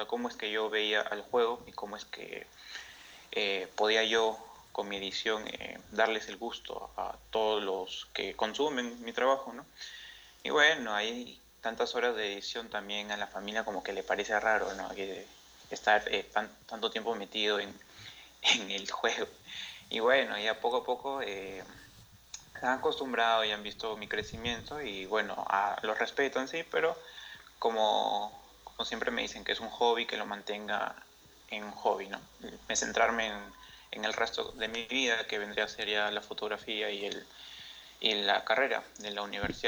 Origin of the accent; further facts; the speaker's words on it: Peru; tengo 20 años, acabo de cumplir hace unos meses. Mm-hmm. Soy de Perú